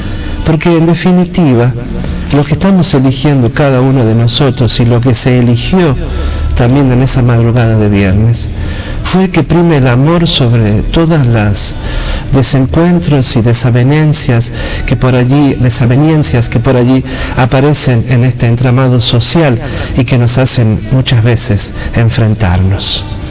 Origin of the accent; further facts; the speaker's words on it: La Rioja, Argentina; porque con los años volví a mi país, volví a mi tierra, a esta Rioja que amo y a veces odio también